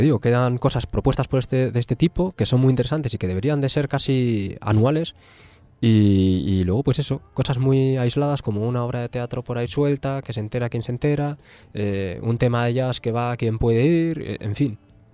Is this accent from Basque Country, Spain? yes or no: yes; Bilbao, Basque Country, Spain; en Bilbao, que es mi ciudad de origen